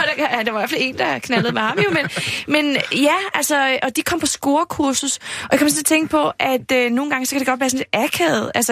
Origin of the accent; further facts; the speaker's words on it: Padborg, Region of Southern Denmark, Denmark; det er fordi, jeg er også fra Padborg, der gør man det på en lidt særlig måde.